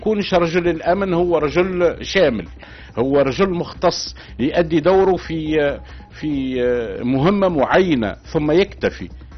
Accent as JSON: {"language": "Arabic", "country": "Tunisia", "said": "بالنسبة لي أنا كمواطن تونسي نحب نعيش مرتاح"}